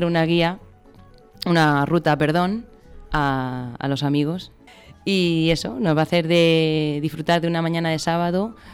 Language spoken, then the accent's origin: Spanish; El Puente del Arzobispo, Castilla-La Mancha, Spain; la de Puente del Arzobispo de mi pueblo también